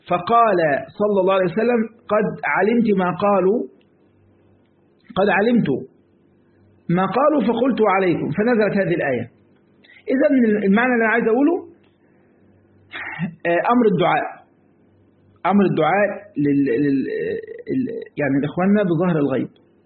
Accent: Egypt; ما انا برضو مصري يعني برضو عارف اجود

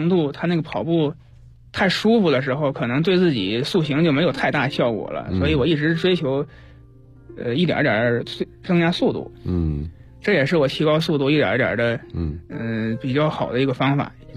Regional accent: Inner Mongolia, China; 我回了，我在那个内蒙长大的，我回了内蒙

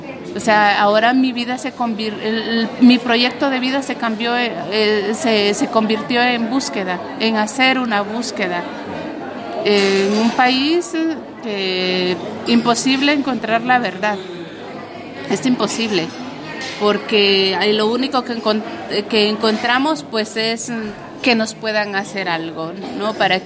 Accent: Honduras; muchos han muerto ahorita en mi país, en Honduras.

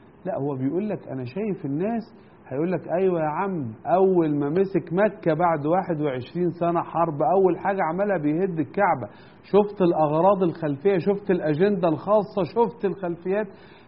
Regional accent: Egypt; بس أنا بتكلم عشان أنا مصري

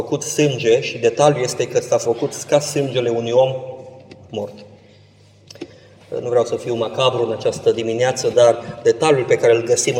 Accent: Constanța, Constanța County, Romania; Eu am locuit la mare. M-am născut în Constanța și am locuit.

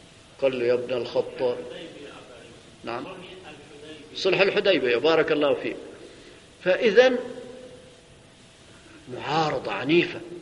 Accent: Syria; عندنا في سوريا

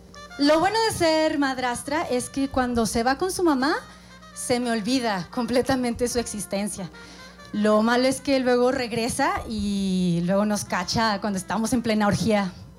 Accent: Colombia; Así es, soy colombiana. También soy madrastra.

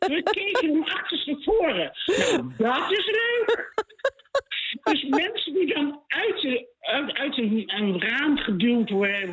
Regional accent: Baarn, Utrecht, Netherlands; Ik kom uit Baren, hè?

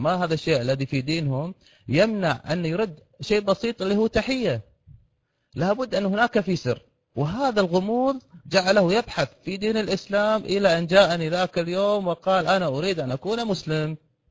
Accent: Kuwait; هناك متجر كبير عندنا في الكويت.

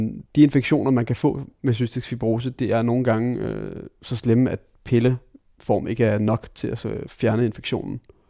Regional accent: Taarbæk, Capital Region of Denmark, Denmark; Jo, jeg voksede op i Torbæk. Mine forældre blev skilt, da jeg var 2.

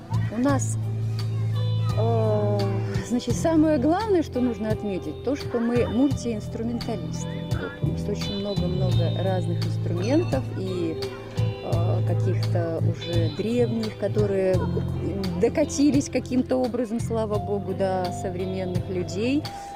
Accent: Belarus; Это проявляется так, что я родом из Белоруссии

